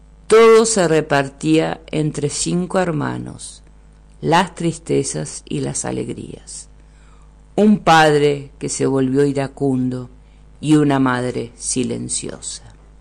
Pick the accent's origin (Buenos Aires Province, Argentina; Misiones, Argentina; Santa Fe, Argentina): Buenos Aires Province, Argentina; La Plata; Bueno, yo soy oriunda de La Plata, que es la capital de la provincia de Buenos Aires. Nací allí de forma fortuita, porque mis padres, mi papá es puntano y mi mamá es de La Pampa